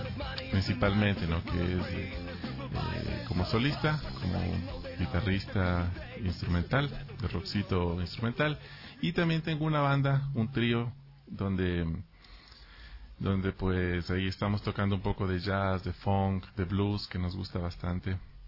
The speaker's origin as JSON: {"language": "Spanish", "town": "Ibarra", "region": "Imbabura", "country": "Ecuador", "said": "Yo vengo de Ibarra"}